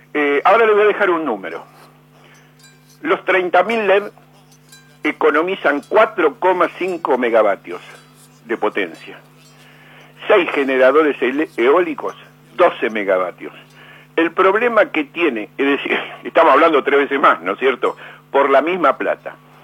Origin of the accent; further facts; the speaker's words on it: Argentina; Yo como argentino...